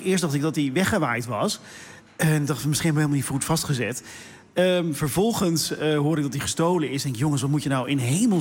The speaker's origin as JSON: {"language": "Dutch", "region": "South Holland", "country": "Netherlands", "said": "Ik kom uit de Hoekse Waard oorspronkelijk, Meesterde Land."}